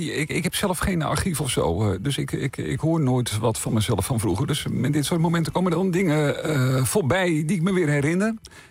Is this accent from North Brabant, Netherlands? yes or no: no; Meerkerk, Utrecht, Netherlands; ik ben opgegroeid in Meerkerk. Hè, ook in de huidige gemeente Vijfheerenlanden. En dat is een hele groene gemeente. En wij wonen ook eerst ook wel redelijk buiten, later iets meer in het dorp zelf. En nu woon ik ook echt wel buiten.